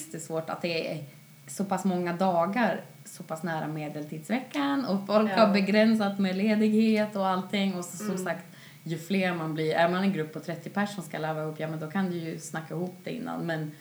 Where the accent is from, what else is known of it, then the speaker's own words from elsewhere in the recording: Gävleborg County, Sweden; Jag bara, men det här är min dialekt. Och ni bara, nej, vi förstår inte. För att du kommer från Hälsingland.